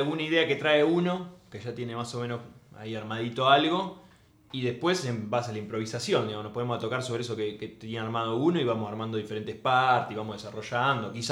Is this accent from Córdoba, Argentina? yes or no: no; Zárate, Buenos Aires Province, Argentina; born there; Nosotros nos conocemos de toda la vida, porque nacimos ahí en Zárate, es muy chico, o sea que nos cruzamos siempre.